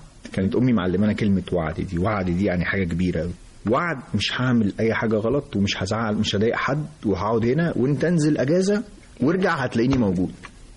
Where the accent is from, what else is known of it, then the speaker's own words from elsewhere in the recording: Egypt; أنا أسرة مصرية متوسطة،